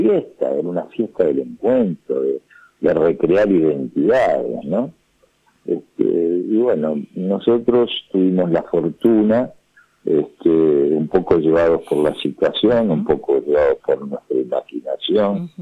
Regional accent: Buenos Aires, Argentina; accent: porteño; nos dimos cuenta que nosotros tenemos el acento del porteño

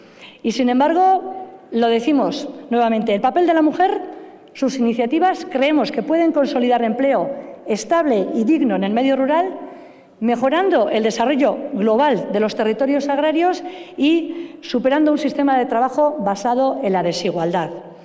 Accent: Basque Country, Spain; un marco soberano de decisión que nos permita como pueblo vasco defender también en Europa

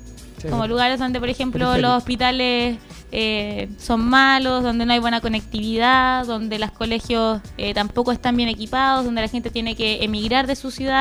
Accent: Puente Alto, Santiago Metropolitan Region, Chile; also born or lived in south of Chile; now in Pirque, Chile; Yo tengo 27 años. Nací acá en Puente Alto, en el Sotero del Río. Me crié por esta zona. Después estuve un tiempo en el sur y ahora estoy viviendo en Pirque, por la zona de Río Clarillo.

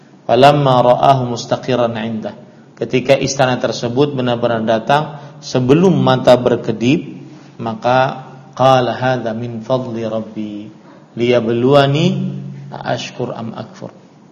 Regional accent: South Kalimantan, Indonesia; karena saya asli orang Banjar, maka saya nisbatkan diri saya dengan

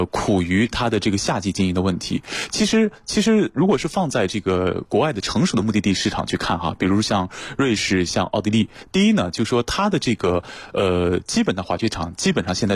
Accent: Beijing, China; 就是比如说我们北京人

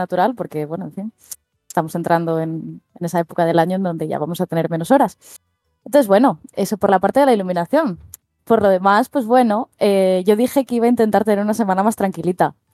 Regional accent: Asturias, Spain; somos dos asturianos contra el resto del universo.

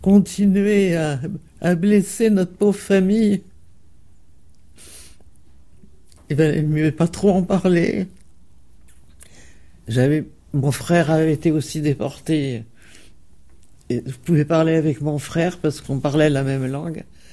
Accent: Bourgogne-Franche-Comté, France; Et comme nous sommes de l'Est, parce que mon grand-père avait une petite ferme à la frontière suisse, je me rappelle avoir ramené Geneviève à la maison en Franche-Comté, là.

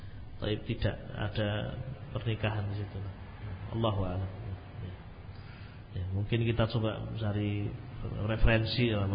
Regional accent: Java, Indonesia; Mungkin saja saya orang Jawa

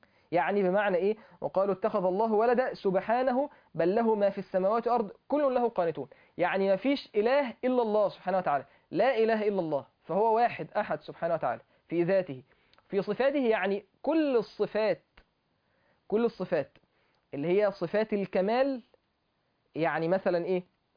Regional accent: Egypt; فانا عايز اوصل له ان انت صيني وانا مصري

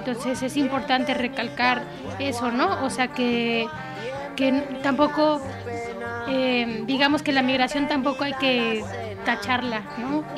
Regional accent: Tlaxcala, Mexico; De Tlaxcala.

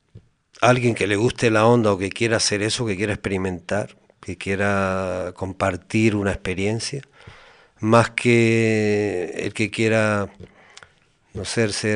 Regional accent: Tacoronte, Canary Islands, Spain; Bueno, lo de Mesa del Mar es que yo soy de Tacoronte.

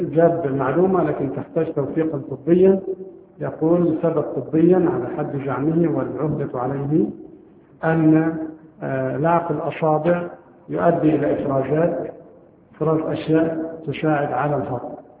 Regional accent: Egypt; لكن نحن عندنا في مصر نأكل لا الجراد ولا الضب ولا الخيول

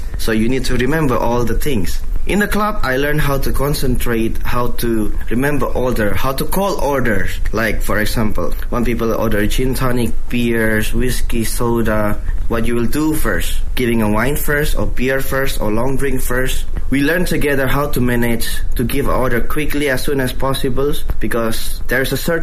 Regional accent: Indonesia; born or raised there

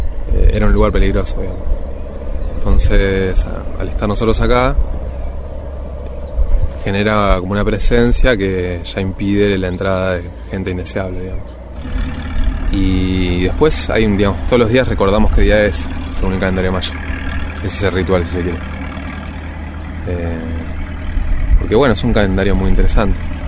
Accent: Buenos Aires, Argentina; Yo soy de Capital Federal, nací en Capital Federal y nunca en mi vida había visto un ciclo completo de una planta

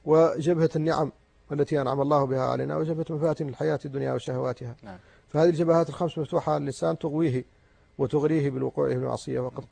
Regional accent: Mauritania; وعندنا في موريتانيا ينقص التدين.

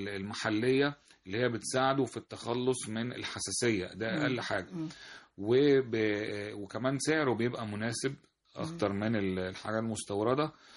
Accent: Egypt; احنا عندنا في مصر كنوز من المنتجات اللي احنا مش بنسوق لها

